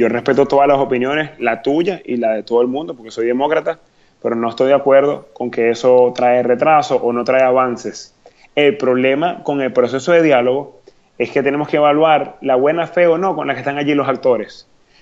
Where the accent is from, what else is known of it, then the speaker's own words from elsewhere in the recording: Zulia, Venezuela; Yo soy diputado venezolano, electo en el Consejo Legislativo del Estado Zulia.